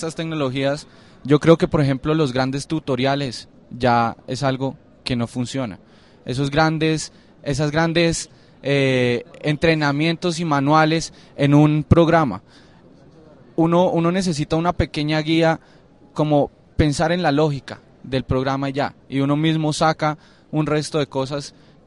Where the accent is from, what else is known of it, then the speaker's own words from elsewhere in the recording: Cali, Valle del Cauca, Colombia; now in Bogotá, Colombia; yo vivo aquí en Bogotá y soy de Cali.